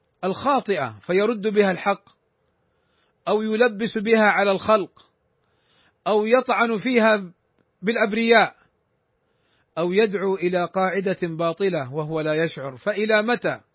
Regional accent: Saudi Arabia; والقضاء عندنا في المملكة العربية السعودية

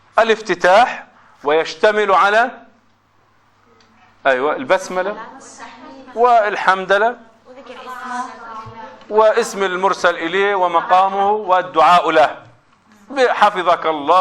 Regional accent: Gaza, Gaza Strip, Palestine; إذا كان هنالك انقطاع كما عندنا في غزة

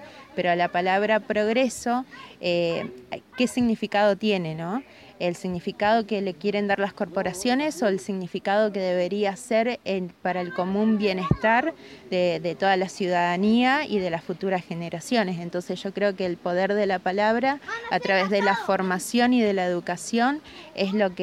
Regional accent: Puerto Santa Cruz, Santa Cruz, Argentina; del Movimiento Patagonia Libre. Soy de Piedra Buena, Santa Cruz, Argentina.

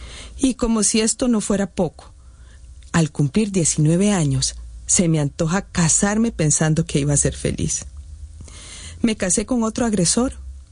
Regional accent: San José, Costa Rica; born there; Nací en San José hace 57 años.

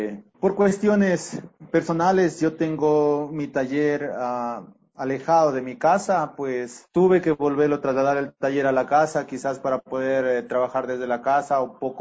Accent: Saraguro, Loja, Ecuador; soy de la provincia de Loja, soy indígena del Cantón Saraguro

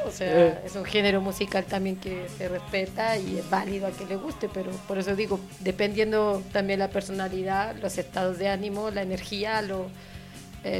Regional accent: Mexico City, Mexico; Vengo de la Ciudad de México y hasta el momento Chiapas ha sido increíble.

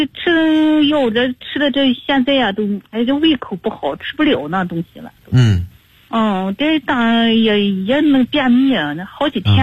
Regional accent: Shandong, China; now in Beijing, China; 我老家山东那边的。

